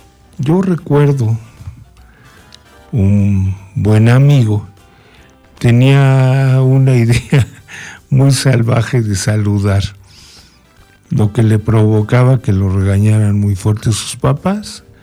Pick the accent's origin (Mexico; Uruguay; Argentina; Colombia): Mexico; nuestra forma de expresarnos como mexicanos